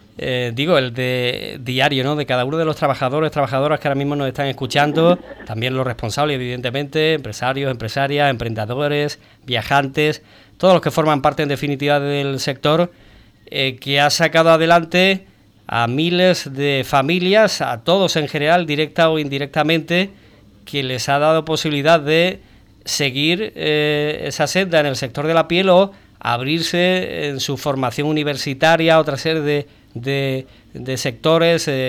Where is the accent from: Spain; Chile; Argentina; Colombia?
Spain; Ubrique, Andalusia; Que somos de Ubrique, pero hay que mirarlo con perspectiva y destacarlo